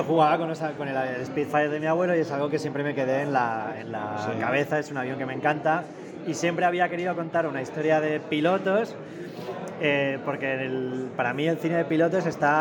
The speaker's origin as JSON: {"language": "Spanish", "region": "Balearic Islands", "country": "Spain", "said": "Pues yo soy de Mallorca"}